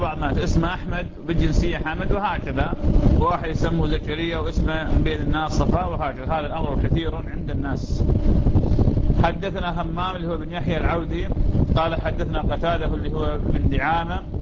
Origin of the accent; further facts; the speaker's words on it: Iraq; هاي نوع من أنواع الحمضيات ما موجودة عندنا في العراق